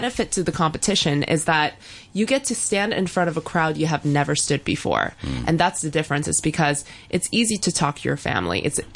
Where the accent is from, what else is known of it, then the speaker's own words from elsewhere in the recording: United States; I'm from the States.